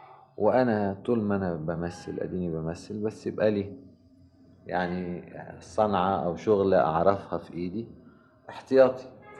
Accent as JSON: {"language": "Arabic", "country": "Egypt", "said": "والملاحظ عندنا في مصر"}